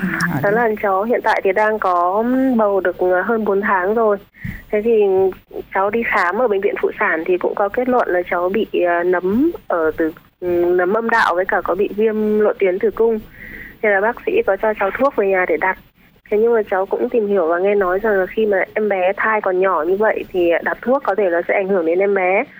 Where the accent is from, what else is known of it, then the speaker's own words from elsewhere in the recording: Hưng Yên, Vietnam; hôm nay em 29 tuổi, em đến từ Hưng Yên ạ.